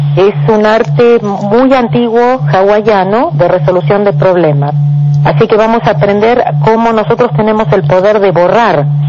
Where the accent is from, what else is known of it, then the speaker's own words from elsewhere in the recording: Argentina; no sé si sabes que soy contadora de profesión y bien intelectual como buena argentina